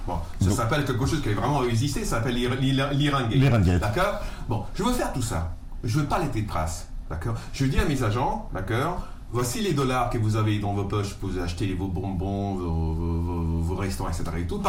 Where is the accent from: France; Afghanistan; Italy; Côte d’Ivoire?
Italy; Calabria; alors moi je viens d'une région d'Europe dans laquelle il y a une des mafias les plus puissantes, ça s'appelle la Drangheta, c'est la Calabre.